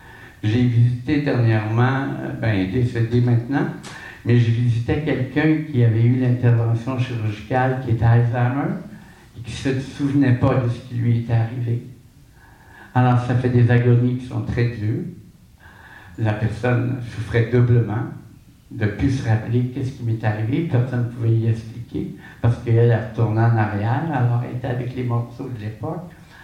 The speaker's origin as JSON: {"language": "French", "region": "Quebec", "country": "Canada", "tie": "born there", "lives_now": "Montréal, Canada", "said": "Quand je suis parti de l'Abitibi, je suis né en Abitibi. Mon grand rêve, c'était d'habiter une grande ville pour pouvoir me laisser vivre. Et quand je suis arrivé à Montréal, j'ai quitté l'Abitibi condamné à l'enfer pour l'éternité."}